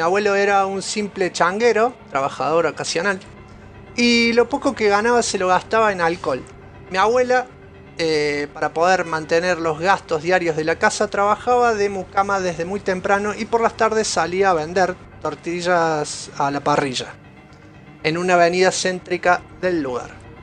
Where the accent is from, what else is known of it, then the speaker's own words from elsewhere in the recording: Buenos Aires, Argentina; soy de Capital.